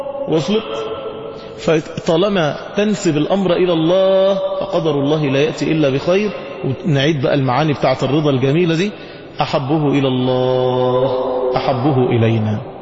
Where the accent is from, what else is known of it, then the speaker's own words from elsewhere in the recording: Egypt; احنا كشعوب واحنا كمصريين لما بتتصدم ما بتعرفش تعمل رد فعل.